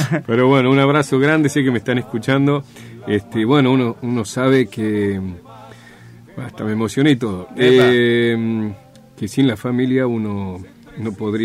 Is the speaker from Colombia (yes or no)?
no; Santiago del Estero, Argentina; moved away; Yo vine de Santiago del Estero con un bagaje impresionante de canciones folclóricas